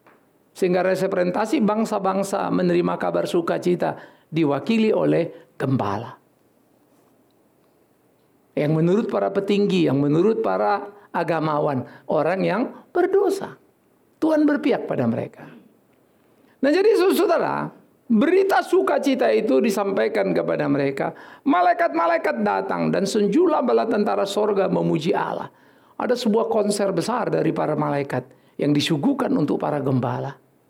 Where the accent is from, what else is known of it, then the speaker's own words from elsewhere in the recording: North Sumatra, Indonesia; Oh, saya kampung saya lain kok. Saya tulen orang Batak.